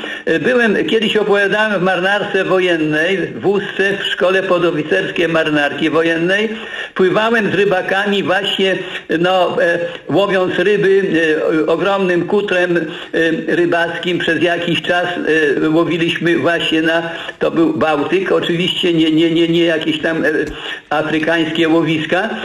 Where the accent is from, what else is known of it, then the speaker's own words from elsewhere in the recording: Mońki, Podlaskie Voivodeship, Poland; z Mońkami, gdzie ja mieszkam od urodzenia, a połowę życia to wiadomo w Warszawie